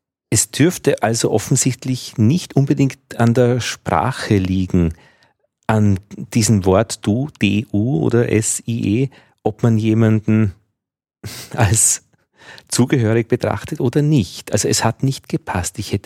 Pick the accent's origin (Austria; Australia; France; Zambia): Austria; Upper Austria; das würde ich auch nicht machen als Oberösterreicher, unbekannte ältere Menschen duzen.